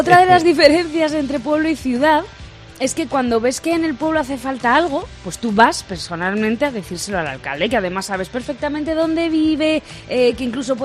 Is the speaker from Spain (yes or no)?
yes; Garcinarro, Castilla-La Mancha, Spain; Y es cierto, todo esto pasa en mi pueblo, en Garcinarro, y lo corroboro.